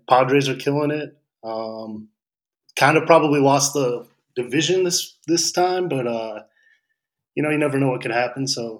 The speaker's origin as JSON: {"language": "English", "region": "Michigan", "country": "United States", "tie": "born or raised there", "said": "And I mean, I grew up in Michigan and we always liked the Tigers."}